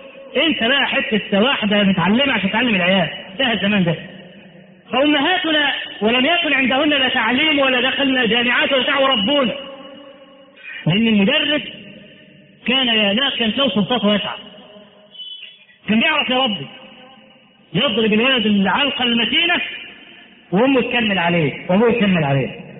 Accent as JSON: {"language": "Arabic", "country": "Egypt", "said": "التعليم عندنا في مصر، نحن الذين فضلنا التعليم إلى بلاد العرب"}